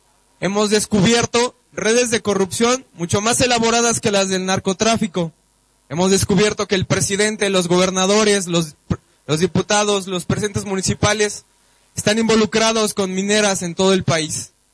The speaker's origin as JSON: {"language": "Spanish", "region": "San Luis Potosí", "country": "Mexico", "said": "vengo de San Luis Potosí"}